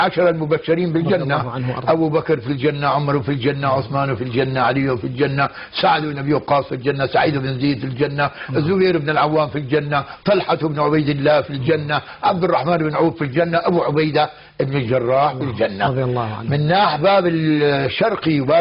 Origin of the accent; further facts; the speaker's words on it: Damascus, Damascus Governorate, Syria; فأن بعض الناس عندنا بالشام